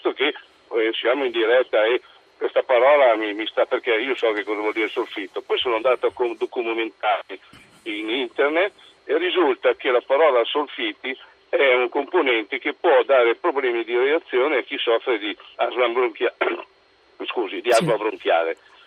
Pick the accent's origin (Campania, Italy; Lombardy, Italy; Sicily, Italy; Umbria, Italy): Umbria, Italy; Migiana; sono da Migiana